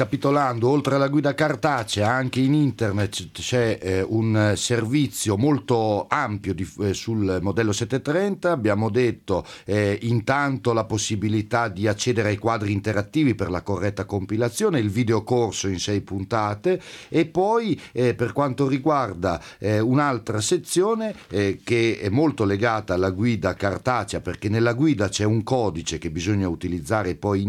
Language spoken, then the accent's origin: Italian; Urbino, Marche, Italy; Sono di Urbino.